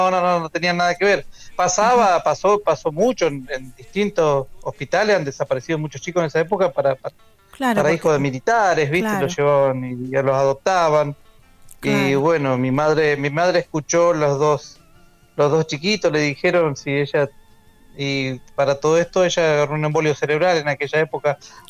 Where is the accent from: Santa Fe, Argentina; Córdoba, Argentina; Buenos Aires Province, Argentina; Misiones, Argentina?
Buenos Aires Province, Argentina; San Miguel; born there; nací en San Miguel y no sé por qué te lo conté